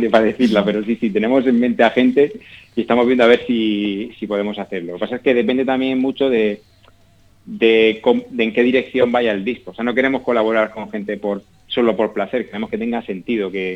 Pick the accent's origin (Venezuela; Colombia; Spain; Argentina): Spain; Region of Murcia; todos los miembros de la banda somos de Murcia, aunque yo ahora mismo no vivo allí, pero todos somos de allí.